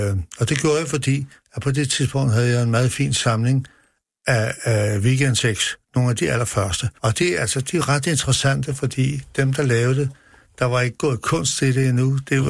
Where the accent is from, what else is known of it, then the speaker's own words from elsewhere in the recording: Copenhagen, Capital Region of Denmark, Denmark; der hvor jeg kommer fra Nørrebro, og specielt når det hedder Nivergade